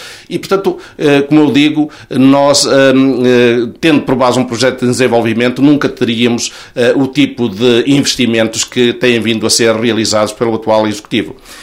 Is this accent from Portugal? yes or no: yes; Oliveira do Hospital, Coimbra, Portugal; Nós quando estamos em Coimbra ou em Lisboa muitas vezes não dizemos que somos das Caldas de São Paulo ou somos do Seixo da Beira, não, somos da Oliveira do Hospital.